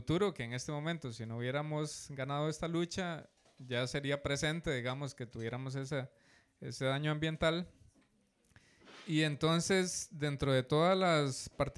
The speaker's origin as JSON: {"language": "Spanish", "town": "Guasimal", "region": "Puntarenas", "country": "Costa Rica", "said": "soy de Guasimal de Punta Arenas"}